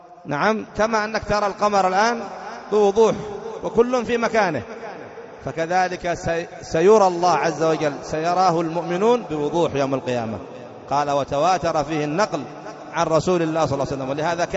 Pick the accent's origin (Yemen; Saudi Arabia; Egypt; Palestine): Yemen; عندنا في اليمن